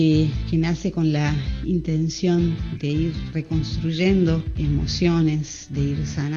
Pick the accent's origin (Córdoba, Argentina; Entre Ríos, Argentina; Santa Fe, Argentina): Córdoba, Argentina; Cosquín; de Cosquín. Para presentarles este disco.